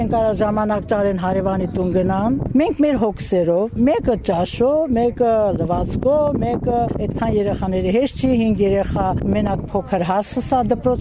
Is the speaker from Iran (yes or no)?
no; Tegh, Syunik, Armenia; որ եթե իմ մանկությունս եղել է տեղ գյուղի աղջիկ եմ եղել, Գորիս տեղ գյուղի։ Այս գյուղում շատ եմ անցկացրել մանկությունս